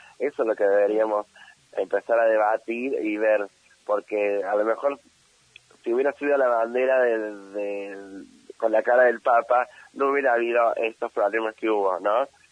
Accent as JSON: {"language": "Spanish", "country": "Argentina", "said": "todos somos argentines, o sea, todos somos argentinos"}